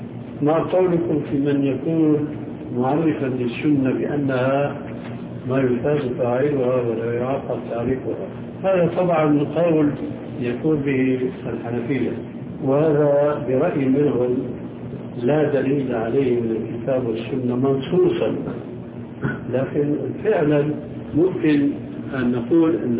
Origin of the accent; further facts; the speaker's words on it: Syria; يمكن موجودة عندكم موجود عندنا في سوريا وأردن